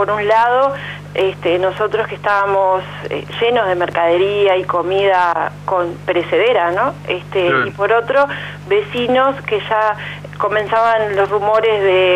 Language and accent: Spanish; Montevideo, Uruguay; Nosotros somos de Montevideo, si bien tenemos vinculación familiar con el departamento de San José de muchos años, antes de llegar aquí a Quillú estábamos viviendo en Montevideo.